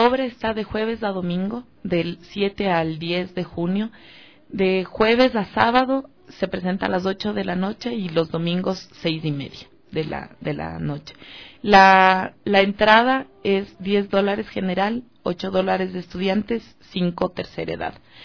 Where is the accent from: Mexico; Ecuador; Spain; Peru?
Ecuador; aquí como ecuatorianos y como ecuatorianas también que tenemos tanta cultura.